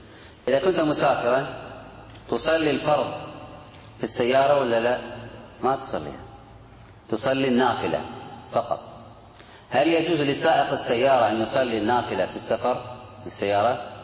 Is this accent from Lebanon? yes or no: no; Kuwait; إحنا نقول الآن ما بين الشمال والجنوب عندنا في الكويت قبلة